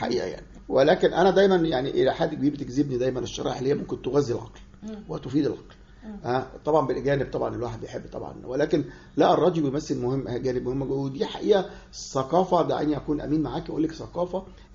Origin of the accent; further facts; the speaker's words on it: Cairo, Cairo Governorate, Egypt; انا من مصر